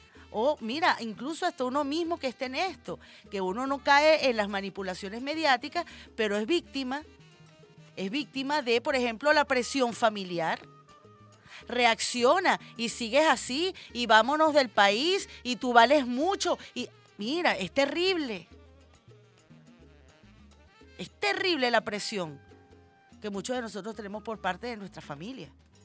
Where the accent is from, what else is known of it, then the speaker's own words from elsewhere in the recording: Venezuela; Ante todo somos venezolanos y venezolanas.